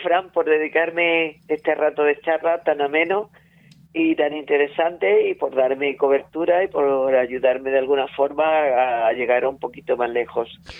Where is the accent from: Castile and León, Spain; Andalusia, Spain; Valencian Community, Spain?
Andalusia, Spain; Olivares; born there; yo nací en un pueblecillo pequeño de Granada que se llama Olivares, que es una pedanía de un pueblo más importante de Granada que se llama Moclín.